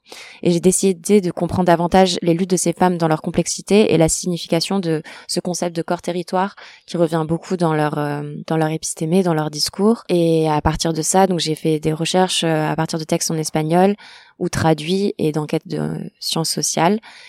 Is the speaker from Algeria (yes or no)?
no; France; je suis une femme cisgenre, non racisée, française. J'ai grandi en France dans des milieux essentiellement urbains, dans les années 90